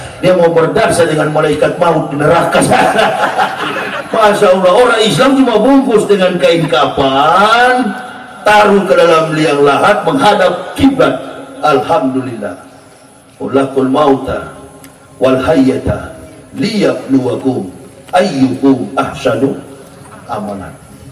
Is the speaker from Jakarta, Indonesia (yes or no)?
no; Manado, North Sulawesi, Indonesia; Saya orang Sulawesi, orang Manado.